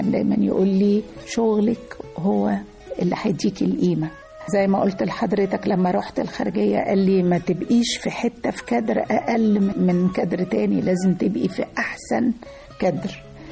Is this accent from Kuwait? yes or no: no; Monufia Governorate, Egypt; إحنا من المنوفية، من كفر المصر.